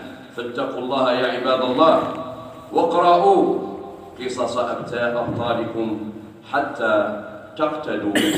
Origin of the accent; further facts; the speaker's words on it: Algeria; وفي بلادنا الجزائر